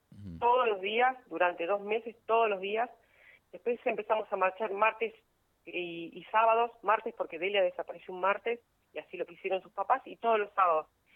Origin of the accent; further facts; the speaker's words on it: Buenos Aires, Argentina; now in La Paz, Argentina; Yo soy de Buenos Aires, elegí vivir en La Paz porque era un lugar tranquilo. Mi compañero es nativo de acá de La Paz.